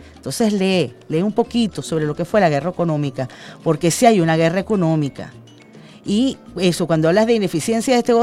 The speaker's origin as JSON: {"language": "Spanish", "country": "Venezuela", "said": "todos somos venezolanos"}